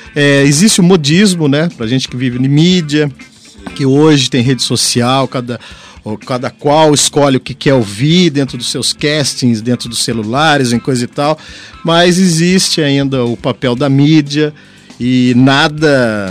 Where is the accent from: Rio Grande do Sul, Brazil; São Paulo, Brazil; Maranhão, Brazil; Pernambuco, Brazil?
São Paulo, Brazil; eu venho da região aqui do Vale do Paraíba, Taubaté, São José